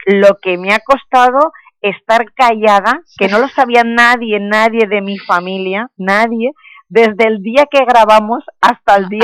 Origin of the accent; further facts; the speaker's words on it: Elche, Valencian Community, Spain; te lo tengo en Elche, en el campo de Elche, es una ciudad preciosa, bueno, yo le vendí mi tierra como se la vendo a todo el mundo